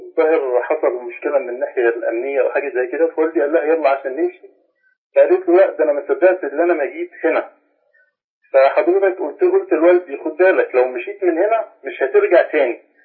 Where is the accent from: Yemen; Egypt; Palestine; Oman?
Egypt; Faiyum Governorate; أنا من مصر. … الفيوم معك يا شيخنا.